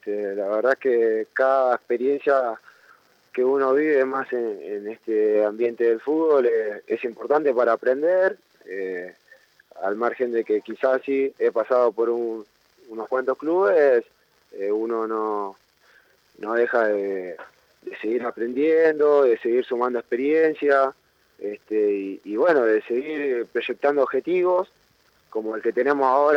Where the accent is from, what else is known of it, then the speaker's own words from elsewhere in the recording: José C. Paz, Buenos Aires Province, Argentina; yo soy de José C. Paz